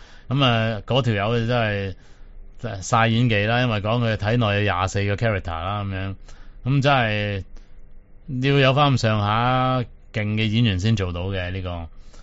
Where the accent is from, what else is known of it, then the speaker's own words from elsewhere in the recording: Guangdong, China; 但我哋广东人系咪冇用过呢个字嘅咧？